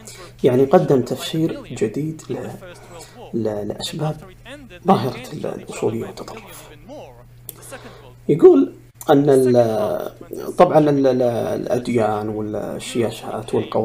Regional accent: Saudi Arabia; لكن حنا كسعوديين نعترف بها بكل الإنجازات وبكل المكاسب

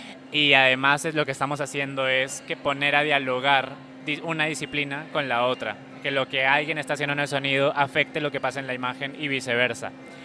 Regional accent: Lima, Peru; Yo soy de Perú, yo soy de Lima

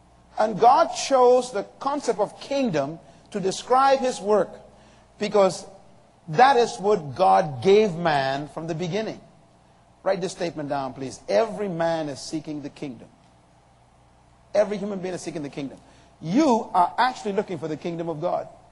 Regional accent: Bahamas; I happen to have been privileged to have been born under a kingdom. In 1954, I was born here in the Bahamas.

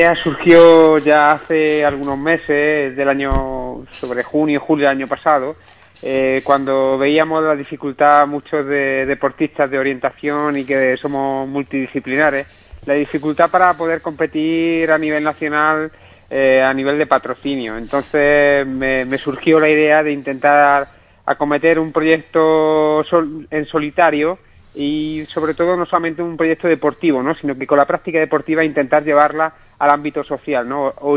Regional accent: Mañón, Galicia, Spain; Mañón, en La Coruña, ¿no? Y todo esto pues para intentar recaudar beneficios para gente y familia de mi pueblo

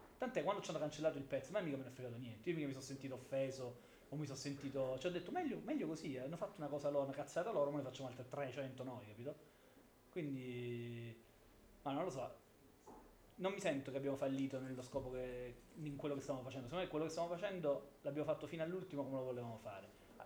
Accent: Apulia, Italy; Però io in realtà devo dirla proprio tutta, da pugliese sto molto attento anche nei confronti del turismo

